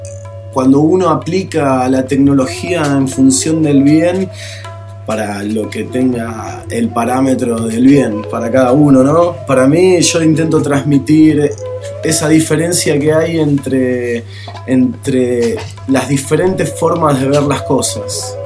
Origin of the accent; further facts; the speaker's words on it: Buenos Aires, Argentina; now in San Antonio de Padua, Argentina; Soy porteño, pero vivo en zona oeste. Particularmente San Antonio de Padua.